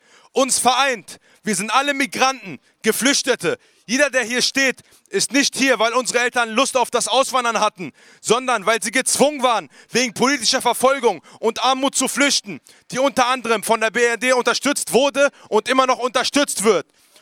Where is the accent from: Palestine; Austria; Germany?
Palestine; wir als Palästinenser